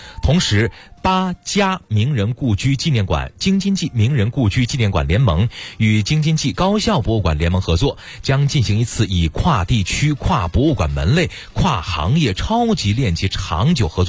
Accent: Pinggu, Beijing, China; 说说这庙会吧，说说我们老家的事儿，好不好？北京平谷的啊

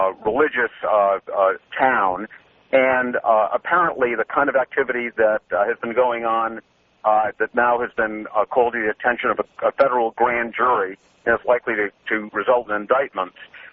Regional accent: Boston, Massachusetts, United States; now in Malibu, United States; I live in Malibu, but I'm originally from Boston, which is the seat of some of the worst child molestation, as you know, in the history of the Catholic Church

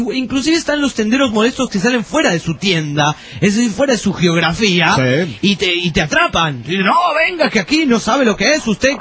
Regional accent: La Plata, Buenos Aires Province, Argentina; Soy platense, es decir, de La Plata, provincia de Buenos Aires, República Argentina.

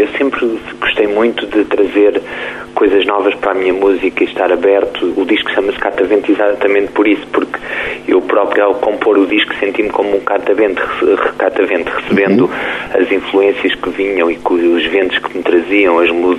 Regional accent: Tomar, Centro, Portugal; now in Lisbon, Portugal; porque eu sou original de Tomar.

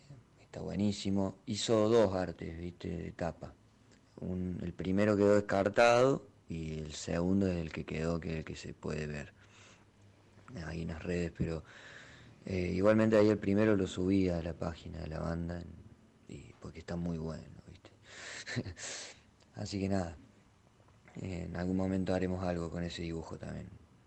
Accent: Villa María, Córdoba, Argentina; Nosotros somos tres de Villa María y Adrián de Buenos Aires

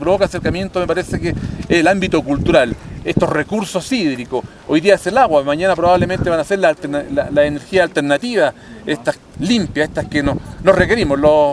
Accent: Calama, Antofagasta, Chile; Nosotros somos esta comuna de Calama, el norte de Chile.

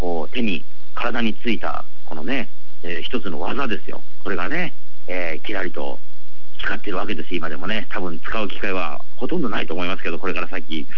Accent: Kochi, Japan; 私のふるさと高知県は結構農家の方も、ね、多いんですよ

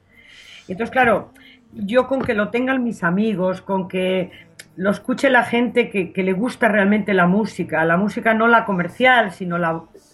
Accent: Laredo, Cantabria, Spain; lugar la hice pensando en Laredo, en mi infancia y en mi madre. Y entonces, aunque no nombra a mi pueblo Laredo, sí que está dentro. O sea, el que lo escucha sabe que yo me estoy refiriendo a mi lugar de infancia.

